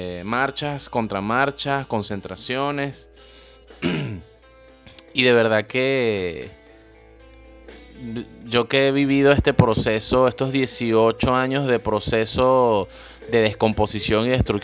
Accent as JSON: {"language": "Spanish", "town": "Caracas", "region": "Capital District", "country": "Venezuela", "tie": "born or raised there", "said": "Yo viví en el Valle, crecí en el Valle."}